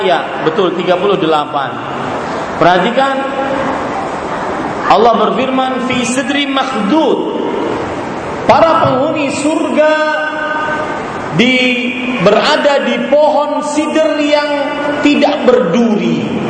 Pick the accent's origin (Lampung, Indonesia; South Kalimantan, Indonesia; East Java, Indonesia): South Kalimantan, Indonesia; Banjarmasin; Din, pulang ke Indonesia. Kenapa pak? Di Banjarmasin kota saya lagi musim durian.